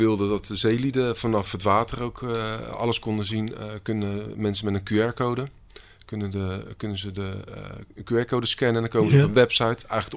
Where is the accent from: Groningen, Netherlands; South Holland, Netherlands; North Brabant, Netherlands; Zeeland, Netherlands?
South Holland, Netherlands; Rozenburg; ik kom zelf uit Rozenburg.